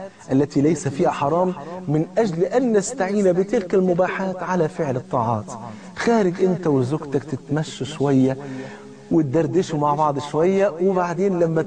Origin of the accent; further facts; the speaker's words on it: Egypt; زي ما بيقولوا كده المثل اللي عندنا في مصر